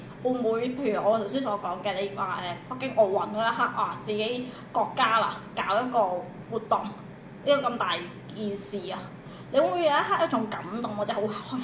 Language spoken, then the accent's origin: Cantonese; Macau; 其實我哋作為中國人啊，或者中國嘅澳門人啊